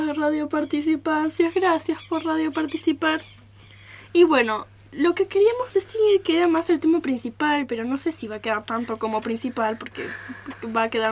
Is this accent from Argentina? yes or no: yes; Buenos Aires, Argentina; de Buenos Aires.